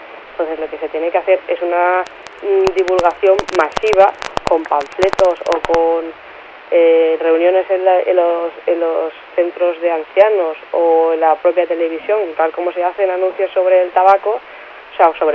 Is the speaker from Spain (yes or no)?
yes; Mataró, Catalonia, Spain; Yo soy de Mataró, que es sede de Caixa Laietana